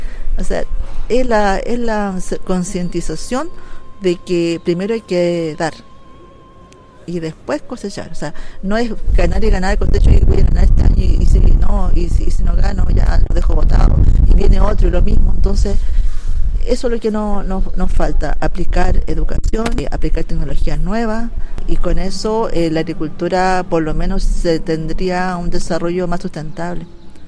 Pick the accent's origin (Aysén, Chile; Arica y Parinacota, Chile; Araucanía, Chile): Arica y Parinacota, Chile; Arica; soy ariqueña, nacida y criada en Arica, de padres bolivianos. Para mí siempre ha estado marcado en las tradiciones de la cultura de mis padres, porque ellos son aymaras.